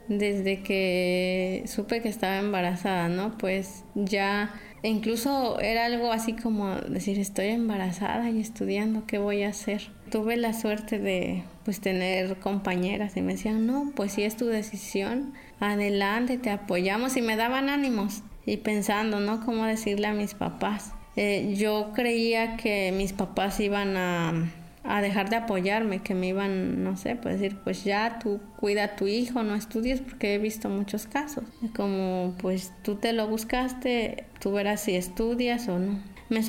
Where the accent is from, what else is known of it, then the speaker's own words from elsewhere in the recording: Santa María Sola, Oaxaca, Mexico; born there; Yo nací en Santa María Sola, un municipio que está ubicado en la Sierra Sur de Oaxaca. Soy hija de padres campesinos.